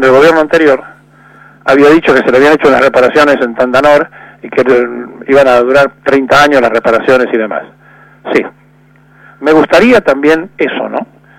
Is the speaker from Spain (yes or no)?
no; Argentina; he visto sorprendido algo que no conocía en mi país, en una feria italiana, con un cartel enorme que decía langostinos argentinos